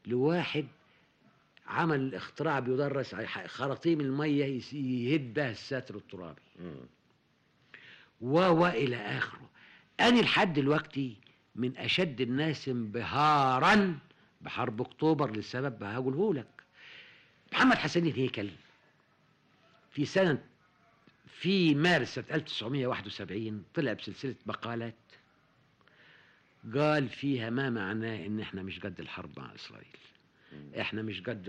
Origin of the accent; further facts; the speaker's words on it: Sharqia Governorate, Egypt; وهو صعيدي وانا شرقاوي